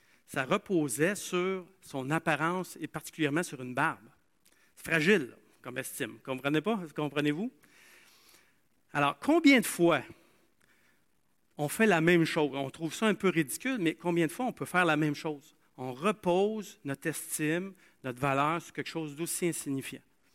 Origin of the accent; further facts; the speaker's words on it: Asbestos, Quebec, Canada; là où j'ai grandi, il y avait la mine, j'ai grandi à Asbestos, il y avait une mine d'amiante.